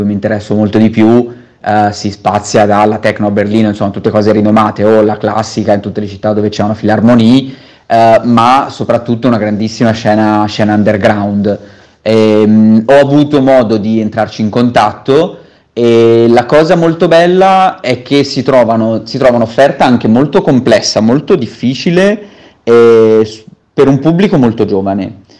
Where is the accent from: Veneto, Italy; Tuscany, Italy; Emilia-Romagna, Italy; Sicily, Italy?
Tuscany, Italy; Pisa; moved away as an adult; also born or lived in Barcelona; now in Germany; ho 33 anni, sono toscano di Pisa e da 4 anni vivo all'estero. Ho fatto un periodo di studio a Barcellona in Spagna e poi gli ultimi 2 anni e mezzo li ho passati in Germania